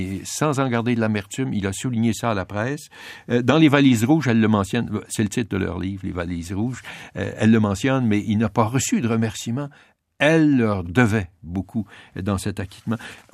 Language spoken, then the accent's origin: French; Quebec, Canada; nous sommes des Normands, les Québécois.